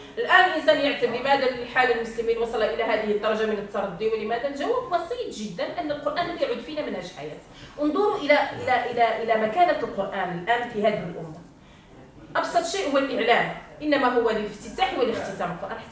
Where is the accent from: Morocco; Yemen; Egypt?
Morocco; وإنما يدعى القرآن في الليلة الأولى عندنا في المغرب